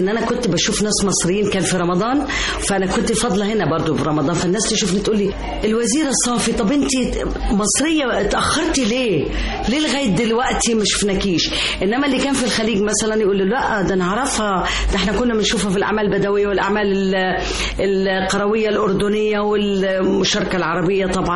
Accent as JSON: {"language": "Arabic", "country": "Jordan", "lives_now": "Egypt", "said": "يعني احنا عندنا في الأردن في أول رئيس وزراء سوري من الشام"}